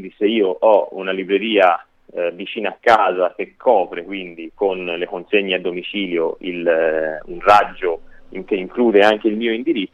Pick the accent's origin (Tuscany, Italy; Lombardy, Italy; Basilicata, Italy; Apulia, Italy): Tuscany, Italy; Florence; io che sono di Firenze